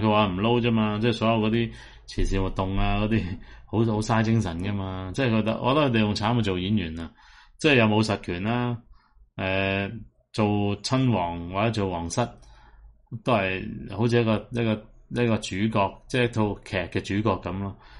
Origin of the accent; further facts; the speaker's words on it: Hong Kong; 即係其實香港人嘅衰落呢都係同嗰啲出賣我哋本身香港人嘅本地人呢係有直接關係嘅